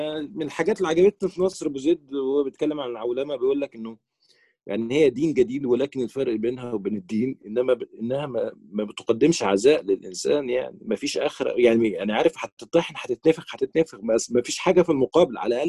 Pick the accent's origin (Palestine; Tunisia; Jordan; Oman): Palestine; وانا كفلسطيني بيني وبينك عندي مشكله مع اصحاب الفلسطينيين هنا